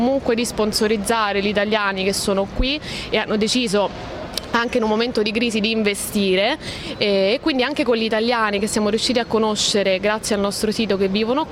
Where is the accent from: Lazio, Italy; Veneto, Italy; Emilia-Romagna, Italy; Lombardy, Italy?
Lazio, Italy; Rome; now in Athens, Greece; Io sono di Roma, sono finita ad Atene un po' per caso, diciamo. Mi sono trasferita qui un anno e mezzo fa, più o meno. Mi sono trasferita per amore